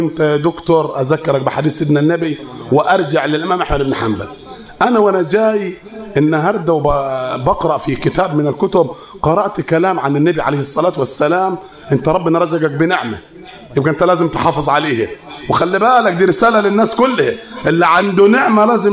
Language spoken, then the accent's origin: Arabic; Upper Egypt, Egypt; كلام عندنا في الصعيد